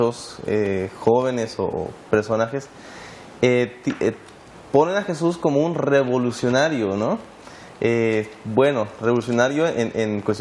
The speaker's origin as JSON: {"language": "Spanish", "region": "Oaxaca", "country": "Mexico", "said": "soy oaxaqueño."}